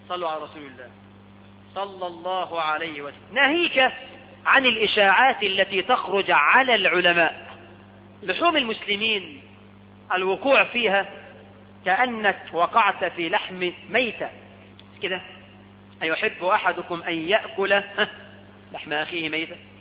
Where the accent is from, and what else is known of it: Egypt